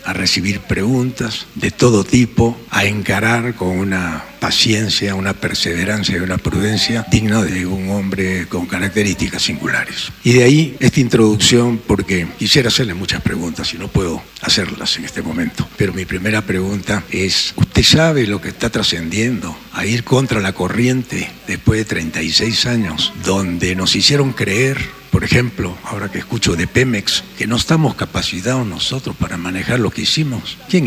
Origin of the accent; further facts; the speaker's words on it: Peru; Señor presidente, vengo desde Perú y lo conozco gracias a las redes sociales. En mi país el silencio ha sido cómplice